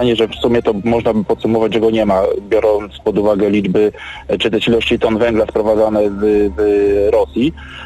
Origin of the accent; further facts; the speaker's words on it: Silesian Voivodeship, Poland; akurat też pochodzę z regionu, gdzie to górnictwo było swego czasu bardzo mocno rozwinięte, czyli region Górnego Śląska.